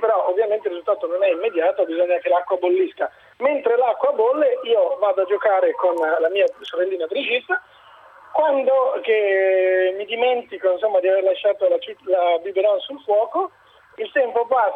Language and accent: Italian; Padua, Veneto, Italy; Io sono di Padova.